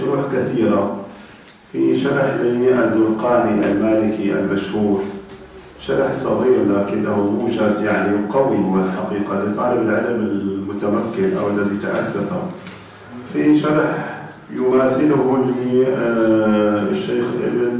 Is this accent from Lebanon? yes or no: no; Syria; هذه الكتب عندنا في سوريا في الأصل ممنوعة